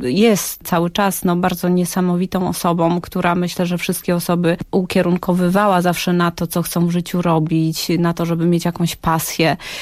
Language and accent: Polish; Witnica, Lubusz Voivodeship, Poland; Mieszkaliśmy w większości, bo tam było troszeczkę przeprowadzek po drodze, ale w większości swoje dzieciństwo spędziłam w takim bardzo, bardzo małym miasteczku koło Gorzowa Wielkopolskiego, które nazywa się Witnica.